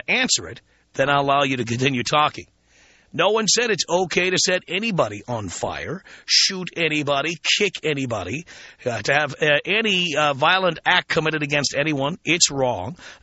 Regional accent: New York City, New York, United States; I grew up in the South Bronx. I grew up in one of the poorest neighborhoods in America, if not the poorest.

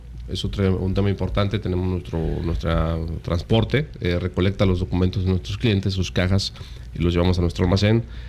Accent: Yucatán, Mexico; nos preguntan si somos de Estados Unidos, claro, o si estamos de México. No, somos yucatecos.

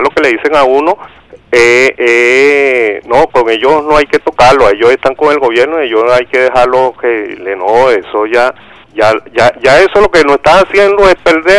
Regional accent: Catí, Valencian Community, Spain; yo soy aquí de Cati

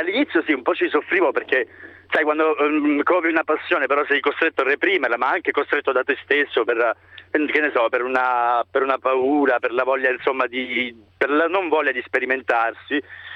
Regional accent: Apulia, Italy; moved away as an adult; now in Rome, Italy; sono pugliese ma vivo a Roma da 10 anni, ne ho 33 attualmente

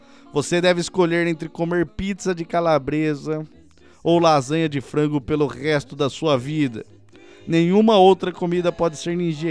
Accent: Sorocaba, São Paulo, Brazil; sou da cidade de Sorocaba.

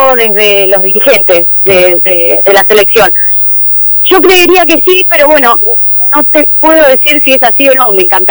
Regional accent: Tandil, Buenos Aires Province, Argentina; Somos tandilenses, yo soy tandilense porque nací en Tandil, en Parque No Se Pueden Hacer, así que yo soy tandilense en realidad.

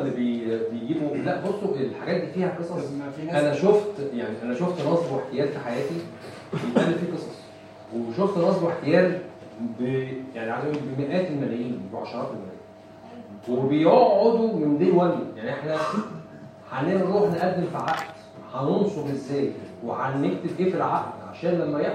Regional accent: Egypt; الواقع العملي عندنا في مصر

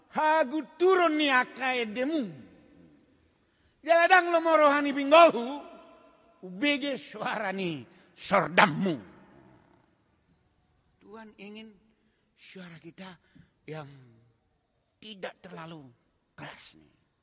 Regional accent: Java, Indonesia; seperti kata orang kita Jawa, pakaian sasono

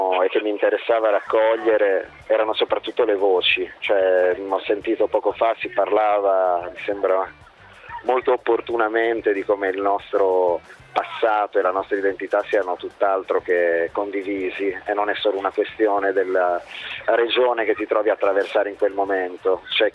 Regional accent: Bologna, Emilia-Romagna, Italy; io sono di Bologna e i discorsi che posso sentire vicino a casa ce li ho fatalmente più familiari.

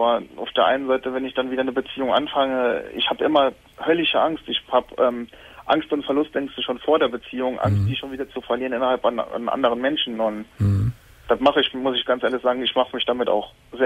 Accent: Saarland, Germany; ich komme aus dem Saarland

